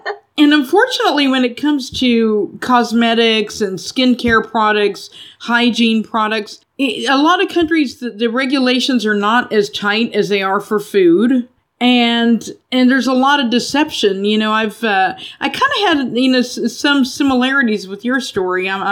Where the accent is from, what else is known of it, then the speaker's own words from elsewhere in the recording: Texas, United States; I grew up in Texas. There are a lot of oil refineries there.